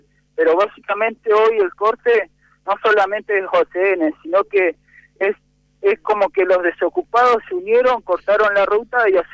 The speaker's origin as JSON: {"language": "Spanish", "region": "Neuquén", "country": "Argentina", "said": "a nosotros los neuquinos nos echó todo."}